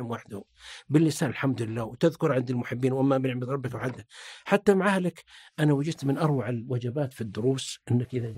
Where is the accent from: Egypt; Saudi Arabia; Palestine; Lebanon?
Saudi Arabia; south; أنا طبعا أكبر منك سن، أنا يا أخي وأنا طفل في الجنوب والله يا أبا عمر إنه ما يجينا الأشياء والقوت وإننا نفرح بالعزيمة في القرية ولا عندنا إضاءة ولا كهرباء ولا سيارة